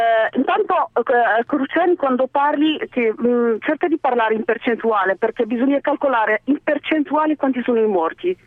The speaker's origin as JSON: {"language": "Italian", "country": "Morocco", "lives_now": "Milan, Italy", "said": "Sono marocchina e volevo rispondere in merito"}